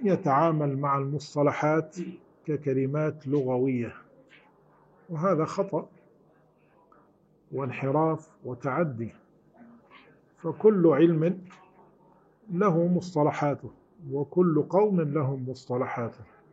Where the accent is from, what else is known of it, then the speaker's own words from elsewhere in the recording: Syria; عندنا في سوريا يسموها سكملة مثلا